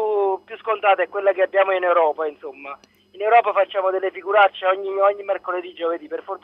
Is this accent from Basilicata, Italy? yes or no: no; Salerno, Campania, Italy; io sono di Salerno, tifo per la Salernitana